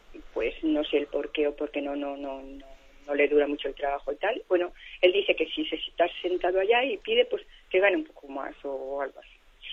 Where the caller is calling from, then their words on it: Balearic Islands, Spain; de Mallorca.